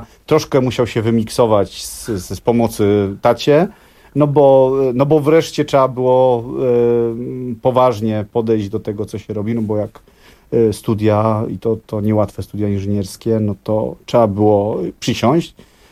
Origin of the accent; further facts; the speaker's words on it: Kraków, Lesser Poland, Poland; Tak, ja jestem z Krakowa